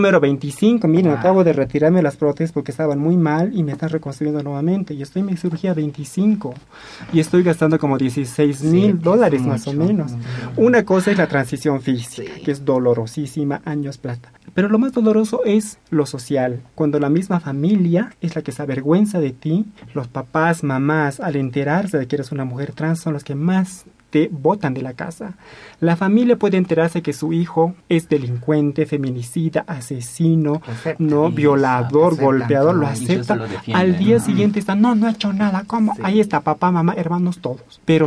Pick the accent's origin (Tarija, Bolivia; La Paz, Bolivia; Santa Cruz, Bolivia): La Paz, Bolivia; Sancoray; Soy una mujer transexual. Soy de la provincia Masuyo, Sancoray, me se llama mi pueblo. Hablo aymara.